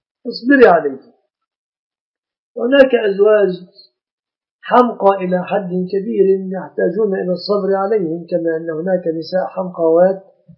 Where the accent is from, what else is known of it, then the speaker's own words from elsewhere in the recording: Egypt; العرف عندنا في مصر أن الشبكة من المهر.